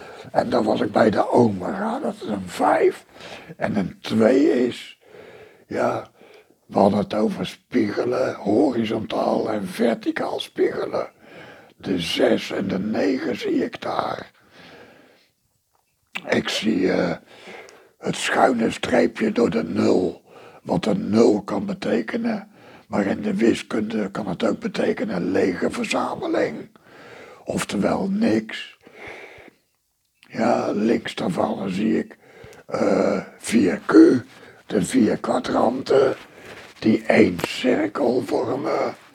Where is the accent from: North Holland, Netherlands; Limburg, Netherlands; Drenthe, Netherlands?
Limburg, Netherlands; Helenaveen; born there; Ik ben in Helenaveen geboren.